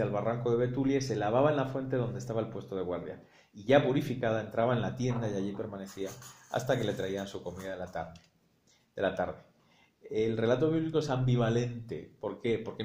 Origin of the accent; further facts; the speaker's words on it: Spain; como dicen en mi tierra española, se agarró un pedo que ni Alfredo.